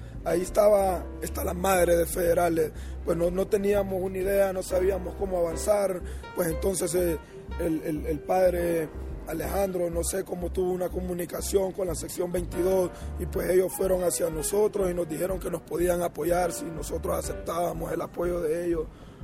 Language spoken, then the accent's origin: Spanish; Honduras; Yo soy de Honduras … de Honduras, 100% catracho